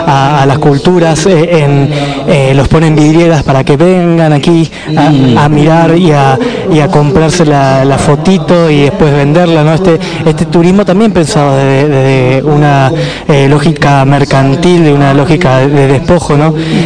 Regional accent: Buenos Aires, Argentina; aquellos que venimos de Buenos Aires, por, como es mi caso

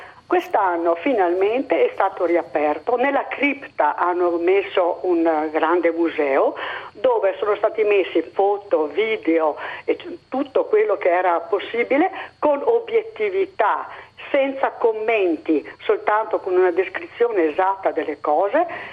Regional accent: Bolzano, Trentino-Alto Adige, Italy; Io sono di Bolzano.

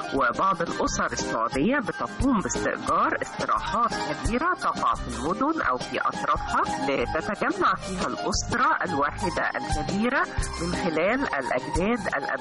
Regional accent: Egypt; وهي من أشهر العادات لنا كمصريين

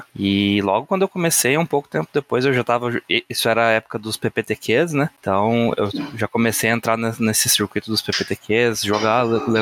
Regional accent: Paraná, Brazil; eu sou aqui do Paraná, interior do Paraná. Hoje eu moro em Maringá, aqui, grande centro dos jogadores de Magic do Brasil.

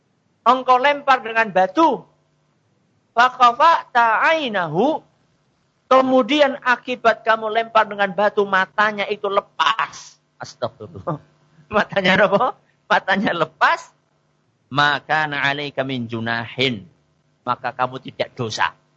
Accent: Java, Indonesia; Apalagi kita kan orang Jawa, ya, ada pakai wuhnya.

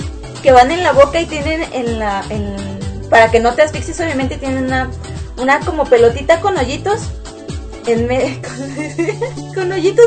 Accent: Mexico City, Mexico; Porque además yo soy de la Ciudad de México y de repente me salen acentos de otros lados

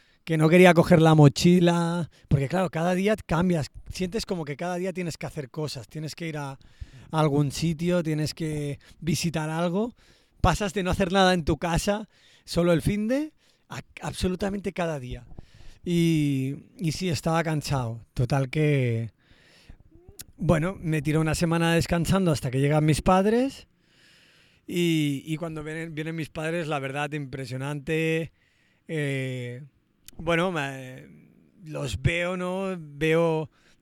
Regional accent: Barcelona, Catalonia, Spain; yo también soy de Barcelona

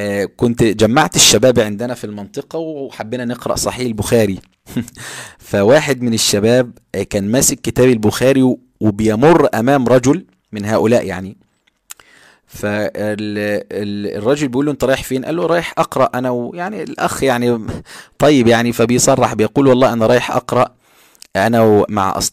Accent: Egypt; وهذا موجود عندنا في مصر على فكرة

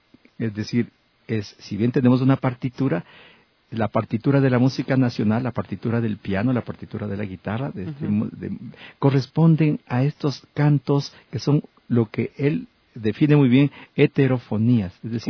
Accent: Ecuador; me ha definido a mí como ecuatoriano

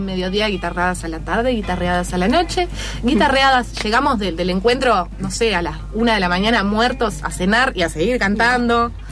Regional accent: Uruguay; yo soy uruguaya, no sé.

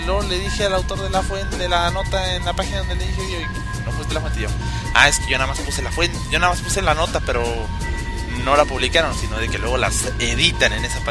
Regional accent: northern Mexico, Mexico; yo soy norteño. Yo soy bien norteño, más norteño que la tortilla de harina y la machaca con huevo, pelado.

